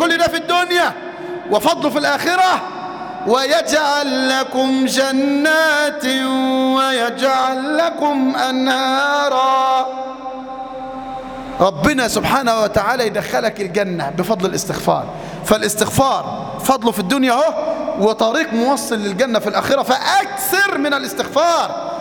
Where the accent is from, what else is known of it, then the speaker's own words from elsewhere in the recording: Mansoura, Dakahlia, Egypt; شاب في المنصورة تزوج وتأخرت زوجته في الإنجاب، قصة حقيقية عندنا في المنصورة